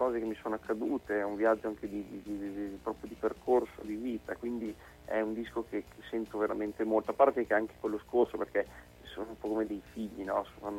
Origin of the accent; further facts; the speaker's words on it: Emilia-Romagna, Italy; c'è il folk visto dal punto di vista emiliano, ovviamente non può mancare, perché è la mia terra